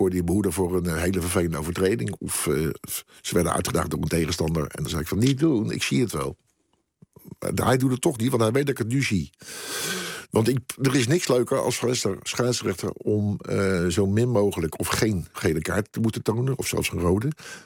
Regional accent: Scheveningen, South Holland, Netherlands; Ja, dat zat gewoon bij ons in Scheveningen zijn zo.

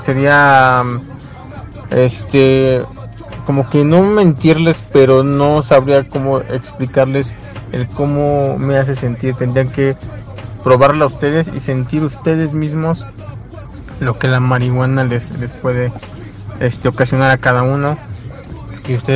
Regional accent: State of Mexico, Mexico; tengo 37 años, soy originario del Estado de México.

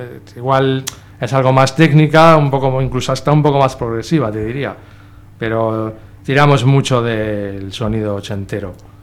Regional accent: Bilbao, Basque Country, Spain; en realidad de Bilbao ahora mismo solo soy yo

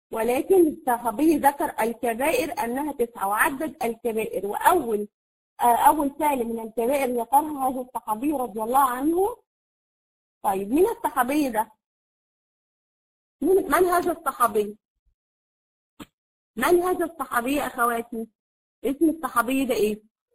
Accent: Egypt; فانا يعني الوقت سرق يعني زي ما بنقول عندنا في مصر

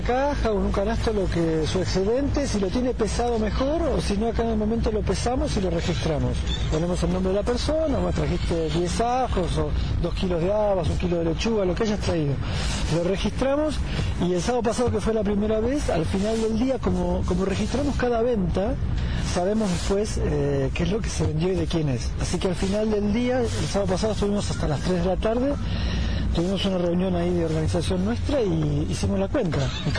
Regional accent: Argentina; Somos argentinos y la lista era grande

